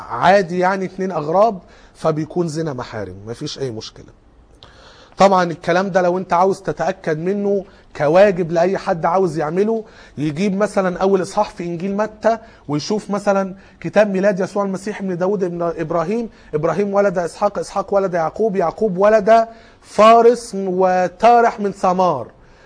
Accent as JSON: {"language": "Arabic", "town": "Cairo", "region": "Cairo Governorate", "country": "Egypt", "said": "ايه مشهور عندنا في القاهرة لكن يمكن هنا في مطروح مش فيه"}